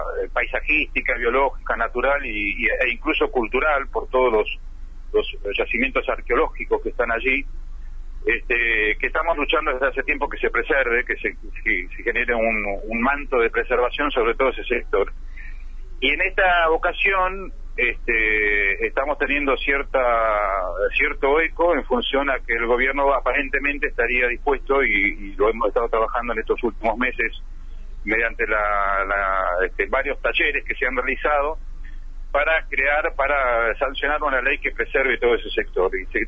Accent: Ushuaia, Tierra del Fuego, Argentina; Yo soy nativo de Tierra del Fuego, así que he sido en gran medida un poco testigo del crecimiento que ha tenido Ushuaia. Yo recuerdo que en mi infancia éramos 5.000 habitantes en Ushuaia, ahora ya estamos superando los 70.000.

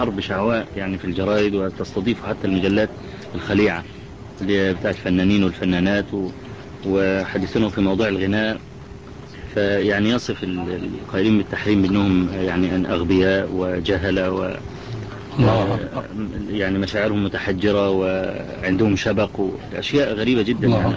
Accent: Egypt; يعني الشباب عندنا في مصر يعانون من هذا البلاء

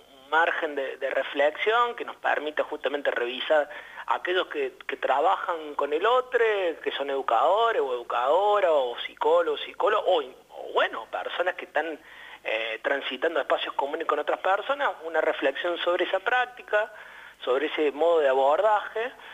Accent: Córdoba, Argentina; now in Salta, Argentina; yo soy cordobés, pero ya hace algunos años que vivo en Salta

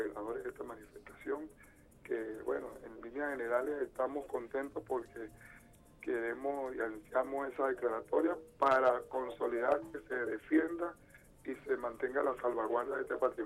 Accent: Venezuela; debemos de enseñarle a nuestros niños a sentirse orgullosos de eso como venezolanos.

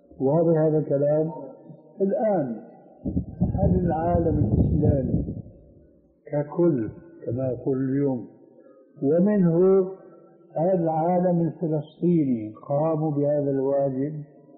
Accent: Syria; كما يقولون عندنا في الشام

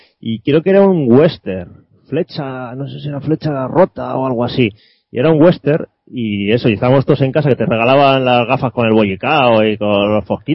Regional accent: Bilbao, Basque Country, Spain; now in Santiago de Compostela, Spain; Yo resido en Santiago de Compostela, aunque bueno, no soy de aquí, yo soy de Bilbao.

